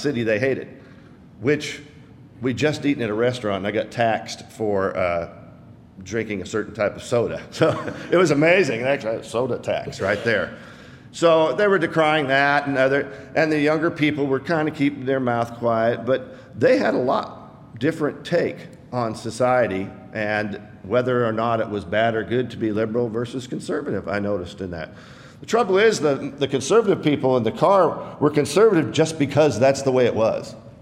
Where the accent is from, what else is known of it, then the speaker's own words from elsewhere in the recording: Seattle, Washington, United States; moved away as an adult; I was born and raised in Seattle. Came here in 1978 to go to college and the Lord said, this is where you're going to stay.